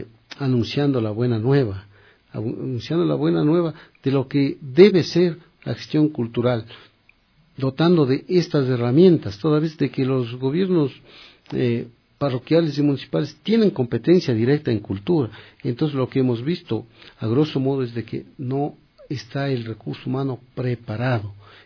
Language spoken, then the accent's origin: Spanish; Machachi, Pichincha, Ecuador; born there; de una parroquia cerquita del pueblo donde yo nací, Machachi